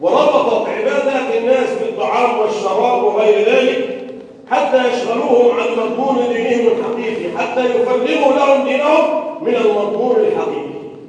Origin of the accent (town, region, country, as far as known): Egypt